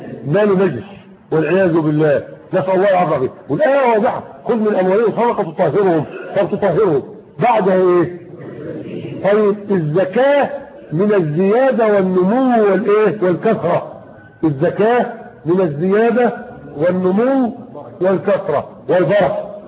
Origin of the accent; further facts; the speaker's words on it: Egypt; ده اللي حصل عندنا في مصر اخوانا وفي غيرها من البلدان